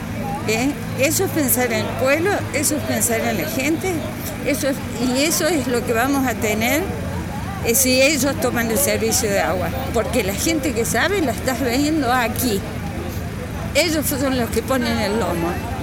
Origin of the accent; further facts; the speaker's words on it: Carlos Paz, Córdoba, Argentina; nacida y criada en Carlos Paz